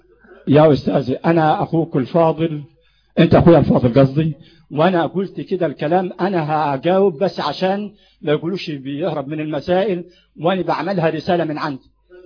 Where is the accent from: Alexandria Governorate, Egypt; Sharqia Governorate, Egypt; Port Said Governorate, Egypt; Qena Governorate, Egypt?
Sharqia Governorate, Egypt; والفجوس ده عندنا في الشرقية